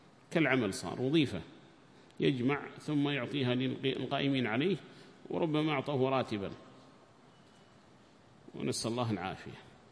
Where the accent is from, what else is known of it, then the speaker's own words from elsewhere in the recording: Yemen; وتجدهم أول من يبرز أصحاب الجمعيات عندنا في اليمن